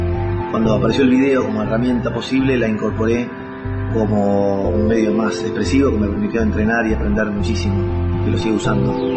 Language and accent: Spanish; Buenos Aires, Argentina; born there; nací en 1955 en Buenos Aires. Desde muy chico me gustó actuar